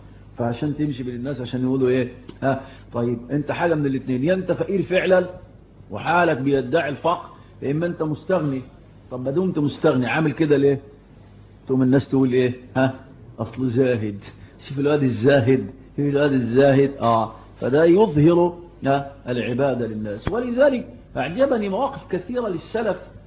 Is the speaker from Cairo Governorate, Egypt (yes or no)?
yes; Shubra, Cairo Governorate, Egypt; فكنا نشوف المولد ده زمان يعملوه عندنا في حته اسمها ميني السيرج